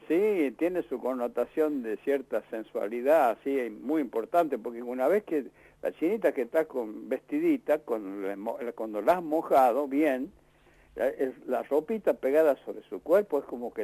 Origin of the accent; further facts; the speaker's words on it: Chuquis, La Rioja, Argentina; Yo los carnavales los he pasado siempre en Chuquis, en mi pueblo, allá en la costa riojana, lo que le llamamos la costa, que es el departamento Castro Barro. Ahí nosotros tenemos un rinconcito, una casita, en el pueblito de Chuquis